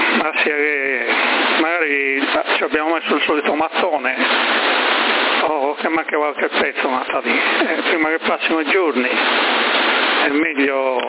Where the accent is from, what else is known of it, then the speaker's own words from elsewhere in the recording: Sassari, Sardinia, Italy; sono di Sassari, però non lo parlo molto spesso il sassarese, più che altro quando lo parlo lo rovino tutto lì.